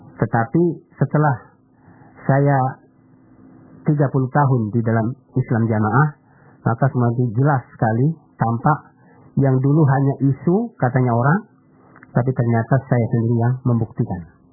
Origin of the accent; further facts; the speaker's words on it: Sungai Jambat, Jambi, Indonesia; Di kampung saya di Sungai Jambat, Kecamatan Lipah Panjang, Jambi.